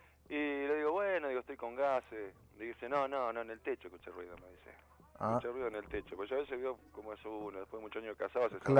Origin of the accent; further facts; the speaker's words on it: Moreno, Buenos Aires Province, Argentina; Y nosotros somos de Moreno y de La Perlita